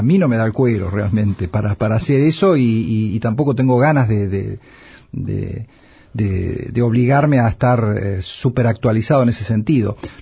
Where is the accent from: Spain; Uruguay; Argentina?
Argentina; La Plata, Buenos Aires Province; Anoche en la Ciudad de La Plata, de donde soy oriundo y donde vivo